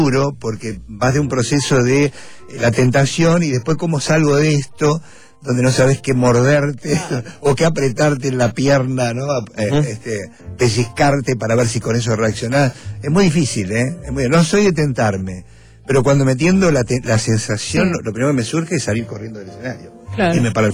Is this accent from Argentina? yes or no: yes; Caseros, Buenos Aires Province, Argentina; Yo soy de Caseros.